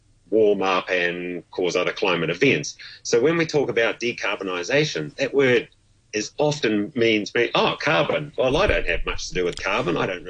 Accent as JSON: {"language": "English", "country": "New Zealand", "said": "And as a Kiwi, it was like, oh, my goodness."}